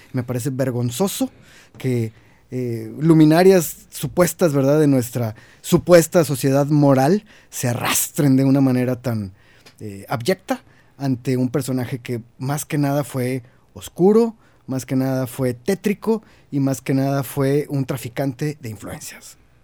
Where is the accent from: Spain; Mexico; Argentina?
Mexico; Monterrey, Nuevo León; me da vergüenza decir que soy de Monterrey